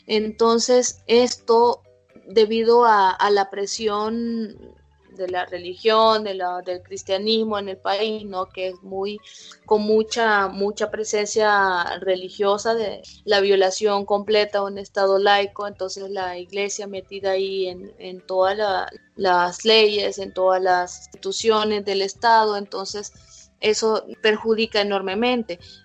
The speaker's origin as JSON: {"language": "Spanish", "country": "El Salvador", "said": "soy de El Salvador"}